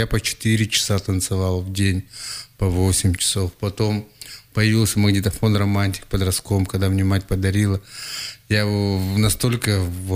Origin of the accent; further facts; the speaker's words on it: Krasnoyarsk Krai, Russia; Я сам родом с Ивенькии.